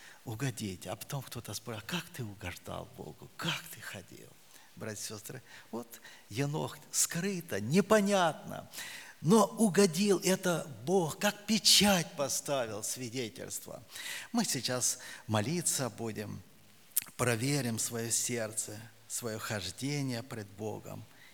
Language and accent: Russian; Siberia, Russia; Я говорю: да, Сибири.